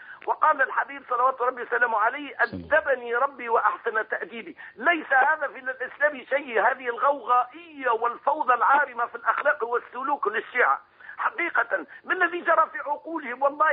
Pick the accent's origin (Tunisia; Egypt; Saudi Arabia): Tunisia; من تونس يا سيدي الفاضل